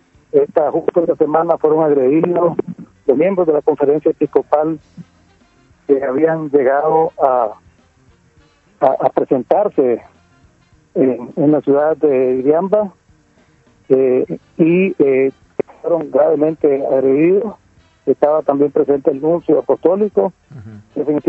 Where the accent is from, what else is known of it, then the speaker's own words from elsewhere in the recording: Nicaragua; Y como nicaragüenses, creemos en que la paz se construye